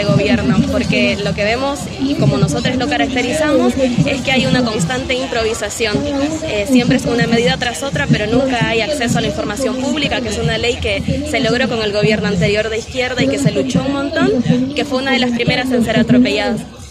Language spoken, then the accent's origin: Spanish; El Salvador; now in Buenos Aires, Argentina; soy migrante salvadoreña